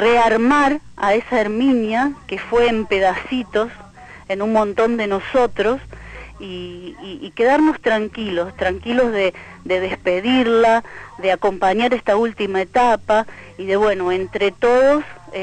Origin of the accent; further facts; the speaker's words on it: Villa Eloísa, Santa Fe, Argentina; born there; Desde el pueblo, yo nací en Villa Eloísa, vine a vivir con ella